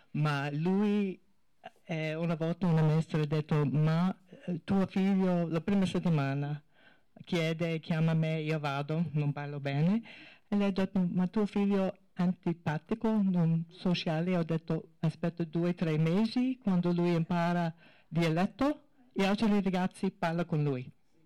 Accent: United States; Italian is a second language; now in Italy; io non parlo italiano bene, io sono americana. Mio figlio è cittadino. Mio marito è italiano, ma un soldato, e siamo in giro tutto il mondo.

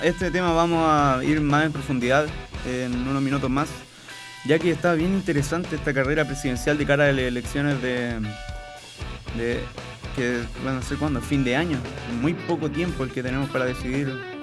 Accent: Iquique, Tarapacá, Chile; Deporte de Iquique, y aquí estoy en mi salsa, en mi ciudad natal.

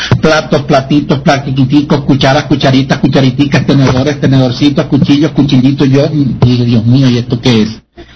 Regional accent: San Juan, Misiones, Paraguay; moved away; Yo salí de mi pueblito campesino allá de San Juan Misiones, en Paraguay, y sin ninguna experiencia, ni siquiera sabía usar lo que era, no conocía la luz eléctrica, en mi pueblo no había luz, no había agua corriente

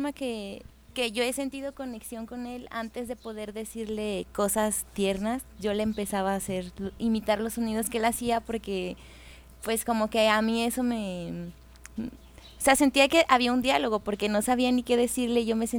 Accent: Monterrey, Nuevo León, Mexico; Que yo soy originaria de Monterrey

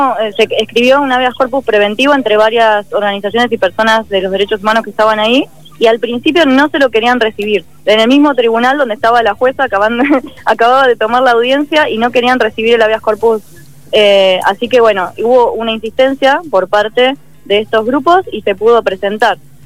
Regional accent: La Plata, Buenos Aires Province, Argentina; yo tengo una matrícula de la provincia de Buenos Aires, yo soy de La Plata

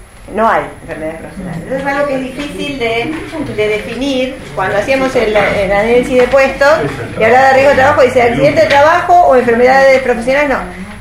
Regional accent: Balcarce, Buenos Aires Province, Argentina; Yo soy de Balcarce.

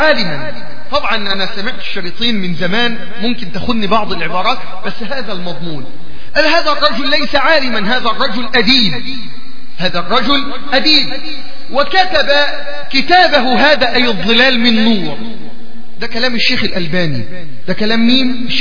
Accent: Egypt; عندنا في مصر

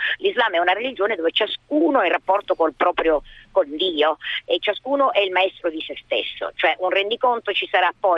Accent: Sicily, Italy; io sono siciliana, vi dico che anche la Sicilia, il concetto è di tenere la gente

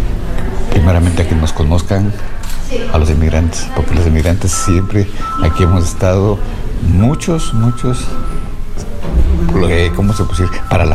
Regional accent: Quito, Pichincha, Ecuador; also born or lived in Patate; now in Valencia, Spain; Soy de Quito. Yeah. Bueno, he crecido en Quito, porque yo soy nacido en la provincia de Tungurahua, en Patate. Pero pequeño me llevaron mis padres a Quito y he crecido yo ahí.

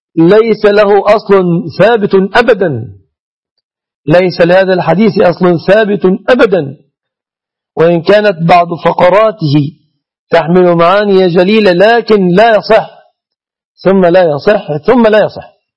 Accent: Egypt; عندنا في مصر هنا

